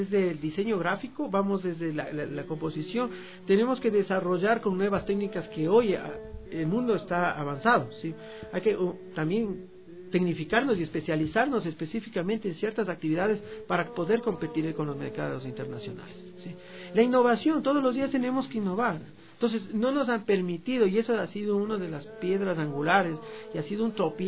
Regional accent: Quito, Pichincha, Ecuador; Soy de una ruralidad de acá de Quito.

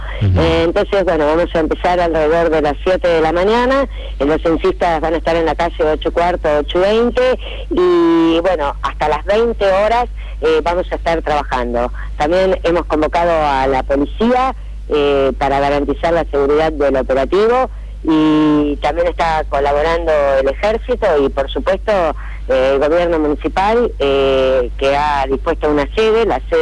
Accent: Argentina; nos van a ser útil y a beneficiar a todos como argentinos

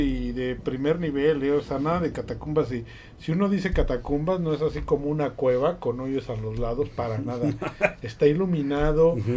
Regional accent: Mexico; a lo mejor para que nos arda como mexicanos el no conocer a veces.

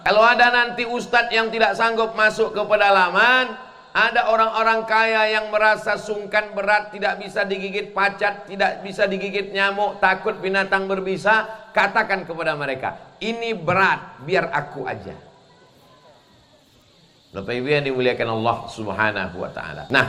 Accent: Sumatra, Indonesia; Saya mengkhususkan diri masuk ke pedalaman di daerah Sumatera, kampung halaman saya, setahun dua kali.

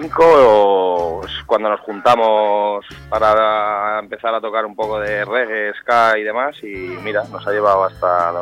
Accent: Madrid, Community of Madrid, Spain; somos de Madrid de toda la vida, nos conocemos de toda la vida

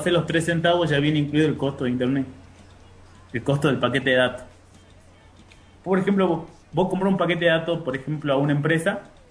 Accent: Salta, Argentina; Somos tres salteños y un muchacho de Buenos Aires.

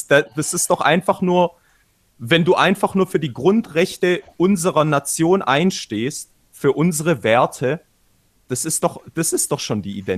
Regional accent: Baden-Württemberg, Germany; wie mit dir, einem Rostocker zum Beispiel, wie ich als Schwabe

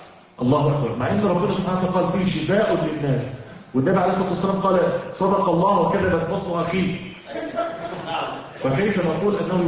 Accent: Egypt; now in United States; وعلى فكرة احنا عندنا في مصر العسل المغشوش

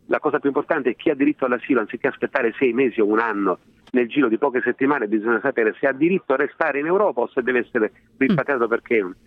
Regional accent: Sicily, Italy; Ci sono stati pochi fenomeni di xenofobia in Sicilia e tutto sommato abbiamo dato dimostrazione di non aver dimenticato che sino a 30 anni fa non eravamo una terra di emigrazione

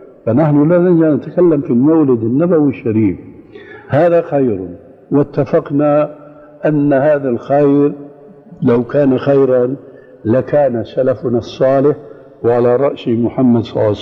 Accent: Syria; نص الكلام يقولون عندنا في الشام

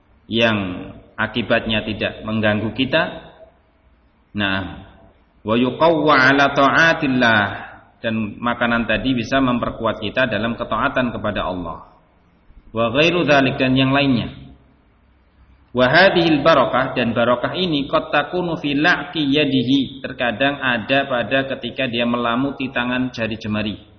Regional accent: Java, Indonesia; Anggapan kita orang Jawa mungkin, yang mungkin punya identik dengan kejawaan

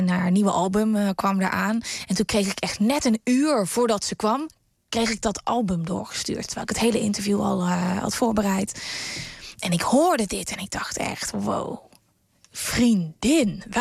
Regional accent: North Brabant, Netherlands; ik ben opgegroeid in Brabant. En daar wordt dat gewoon met de paplepel ingegoten.

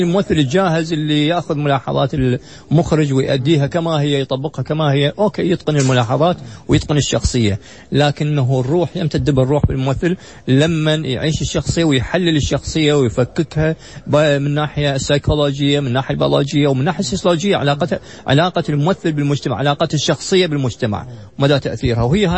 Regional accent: Iraq; ما شفته في رمضان عندنا بالعراق

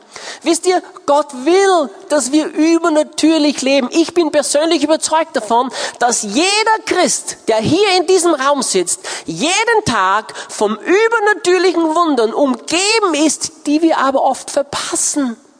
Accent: Austria; ich bin Österreicher

